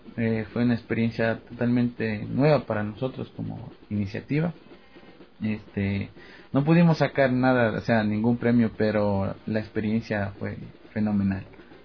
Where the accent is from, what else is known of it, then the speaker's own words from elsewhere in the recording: Puembo, Pichincha, Ecuador; de Puembo